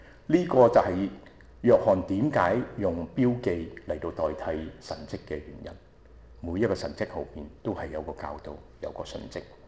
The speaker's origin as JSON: {"language": "Cantonese", "region": "Shanghai", "country": "China", "said": "就好似我哋上海人有一句話，我係上海人嚟"}